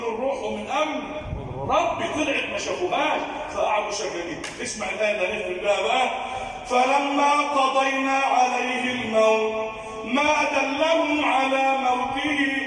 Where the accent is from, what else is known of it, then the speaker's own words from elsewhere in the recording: Egypt; اجعل بلدنا مصر امنا امانا، سخاء رخاء